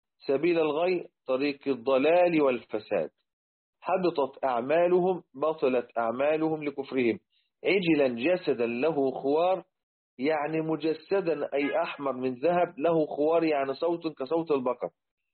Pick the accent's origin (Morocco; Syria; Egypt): Egypt; وإحنا عندنا في مصر زمان لما كنا بنعمل السقف بالخشب